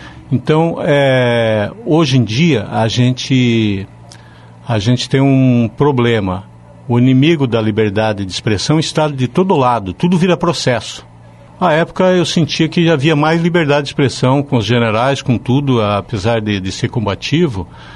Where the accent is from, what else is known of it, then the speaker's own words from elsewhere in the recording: Curitiba, Paraná, Brazil; also born or lived in Foz do Iguaçu; Eu sou de Foz do Iguaçu, me criei em Curitiba, tá? Fui para lá ainda muito pequeno.